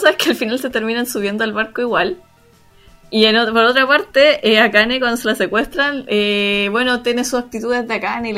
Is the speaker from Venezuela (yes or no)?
no; South Korea; soy coreana, todos lo hacemos picle también